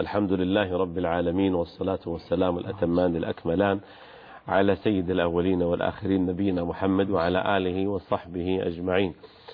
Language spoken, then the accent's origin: Arabic; Saudi Arabia; بلادنا المملكة العربية السعودية تعشق الأمن والسلام وحسن الجوار